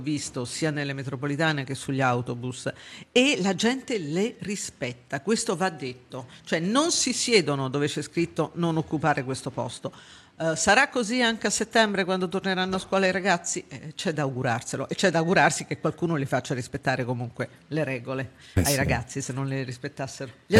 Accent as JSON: {"language": "Italian", "town": "Sabaudia", "region": "Lazio", "country": "Italy", "said": "lei è di Latina, io pure sono di Sabaudia"}